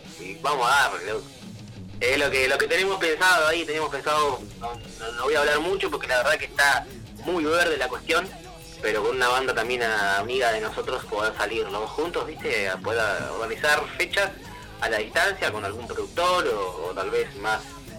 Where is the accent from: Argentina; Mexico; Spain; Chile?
Argentina; José C. Paz, Buenos Aires Province; José Cepaz, zona norte, mitad norte, mitad oeste, estamos justo en el zona noroeste, digamos, de Gran Buenos Aires, sí.